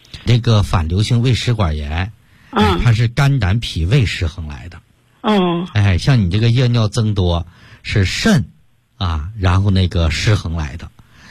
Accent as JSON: {"language": "Chinese", "region": "Shandong", "country": "China", "said": "我们山东人一个最大的优点就是中庸之道"}